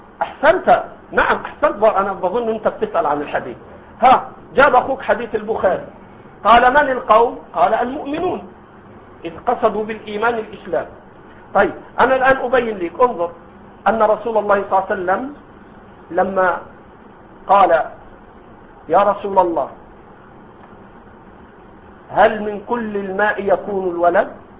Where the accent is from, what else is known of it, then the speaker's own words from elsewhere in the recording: Egypt; هذا عندنا في مصر موجود، ما أدري عندكم